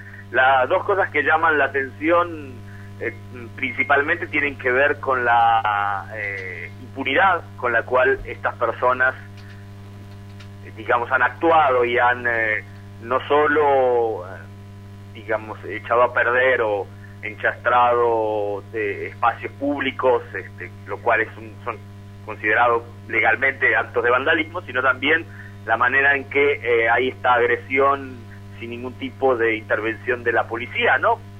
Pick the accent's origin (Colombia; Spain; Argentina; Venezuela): Argentina; moved away as an adult; also born or lived in Mexico; now in Rome, Italy; yo soy argentino, pero bueno, a los 18 años en el 97 salí, viajé a México para estudiar Ciencias de la Comunicación y dedicarme al periodismo, y desde hace casi 7 años vivo aquí en Roma.